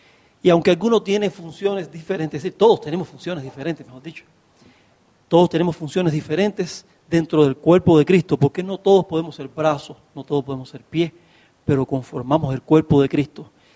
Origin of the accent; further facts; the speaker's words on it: Cuba; now in Bolivia; Yo no soy boliviano, ¿ves? Y vivo en Bolivia, yo soy cubano.